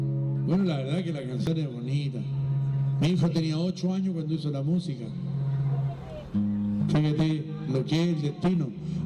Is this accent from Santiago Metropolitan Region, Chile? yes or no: no; Temuco, Araucanía, Chile; Además que somos de Temuco